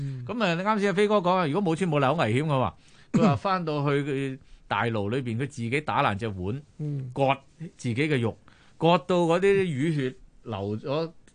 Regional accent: Guangdong, China; 我哋廣東人就話蛇膽就解毒。

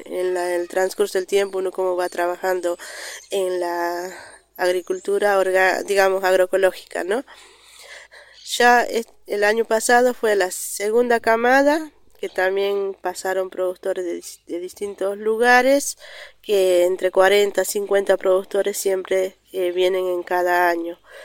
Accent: Río Colorado, Río Negro, Argentina; soy una productora de Río Colorado, Río Negro.

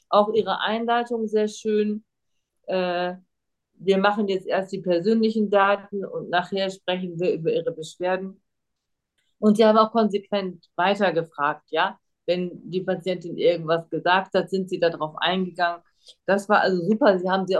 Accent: Germany; first language German; wir Deutschen machen das ja auch, wenn wir Deutsch sprechen, ja, obwohl es unsere Muttersprache ist.

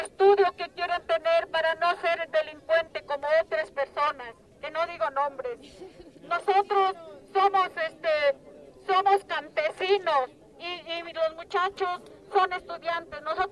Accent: Atenco, State of Mexico, Mexico; Somos de Atenco y nos han reprendido feo.

